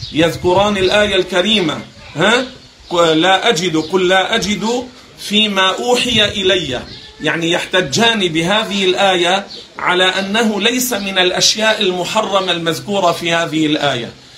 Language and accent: Arabic; Beirut, Beirut Governorate, Lebanon; نحن عندنا في بيروت مثلا لا نأكله